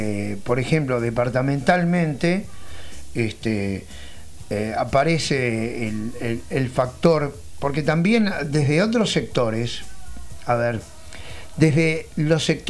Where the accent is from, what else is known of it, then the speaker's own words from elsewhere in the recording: Montevideo, Uruguay; yo soy de Montevideo, pero acá departamentalmente pasa exactamente lo mismo